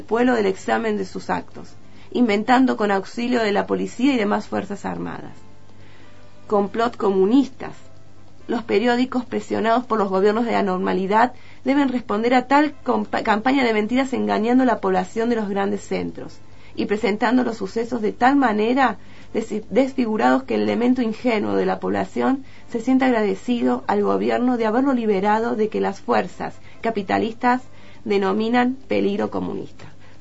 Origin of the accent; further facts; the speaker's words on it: Córdoba, Argentina; Yo soy de Córdoba capital